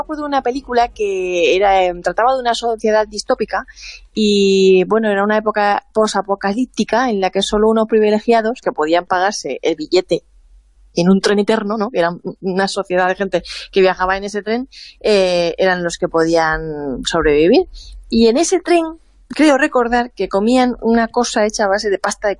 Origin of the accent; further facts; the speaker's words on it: Levante, Spain; en mi pueblo, en mi zona, en los pueblos de interior, por esta zona de Levante y del sur mediterráneo